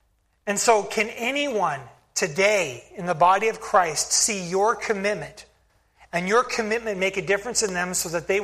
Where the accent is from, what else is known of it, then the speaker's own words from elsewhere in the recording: Spokane, Washington, United States; There's my first church back in Michigan, and the church that I grew up in Spokane, Washington. I grew up in that church for the first 19 years of my life.